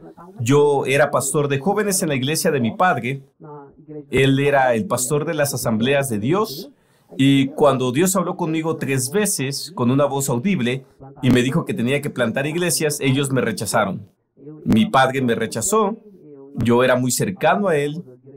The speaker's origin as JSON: {"language": "Spanish", "country": "Austria", "tie": "born or raised there", "second_language": "Spanish", "said": "Soy austriaco, nací y crecí en Austria. Tengo casi 60 años de edad. Voy a ser 58 este año."}